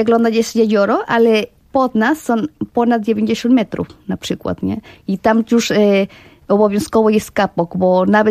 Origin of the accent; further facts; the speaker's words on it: Puebla, Mexico; Polish is a second language; also born or lived in Veracruz; Ja urodziłam się w Veracruz, to jest na Zatoce Meksykańskiej, chociaż mieszkałam całe życie w Puebli. Dlatego ja zawsze mówię, że jestem z Puebla.